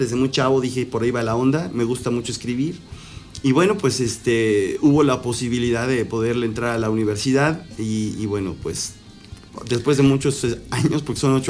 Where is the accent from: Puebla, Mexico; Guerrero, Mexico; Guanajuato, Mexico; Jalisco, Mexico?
Puebla, Mexico; also born or lived in Mexico City; Yo nací en la Ciudad de México, allá hace unos cuantos años. Y bueno, muy chavito me llevaron a Puebla mis jefes a vivir, y bueno, desde ahí pues he hecho mi vida. Ahí ya me establecí